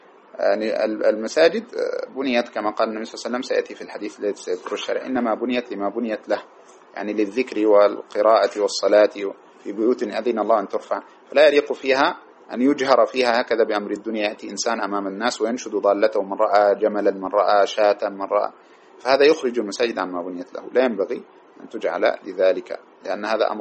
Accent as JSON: {"language": "Arabic", "country": "Sudan", "said": "وهناك مسألة عندنا في السودان تشبه هذه وهي مشكلة"}